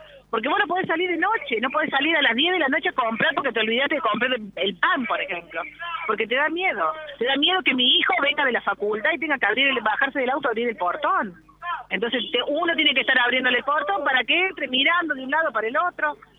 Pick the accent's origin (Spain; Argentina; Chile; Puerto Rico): Argentina; Villa Allende, Córdoba; Nosotros somos de Villa Allende y estamos peleando por Villa Allende